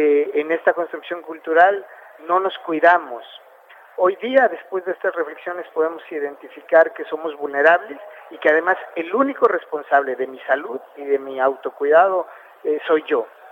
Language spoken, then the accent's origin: Spanish; Mexico; el machismo es una construcción cultural que se acuñó en mi país, en México